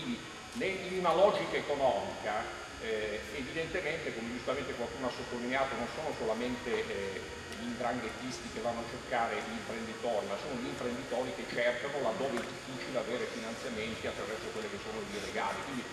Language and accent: Italian; Calabria, Italy; Calabrese del nord della Calabria